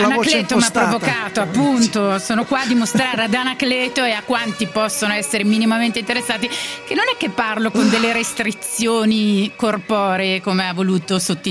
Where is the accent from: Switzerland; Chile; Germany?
Switzerland; now in Milan, Italy; Sono a Milano, vabbè, Leo, sono a Milano per quanto vengo dalla Svizzera